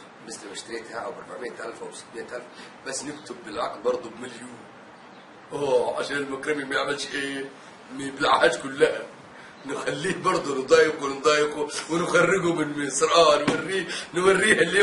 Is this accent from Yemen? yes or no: yes; Yemen; ما تخلي بالك أنا يمني